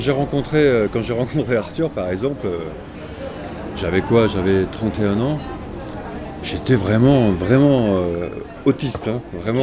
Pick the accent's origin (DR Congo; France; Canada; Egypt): France; Southern France; Mais quand j'étais petit et que j'étais dans le sud, on me demandait si je venais pas de Paris.